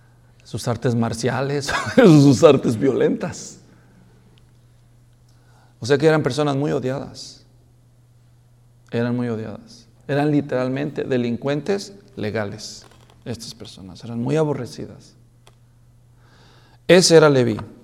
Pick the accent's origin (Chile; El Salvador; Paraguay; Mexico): Mexico; Sin ofender a los mexicanos, yo también soy mexicano.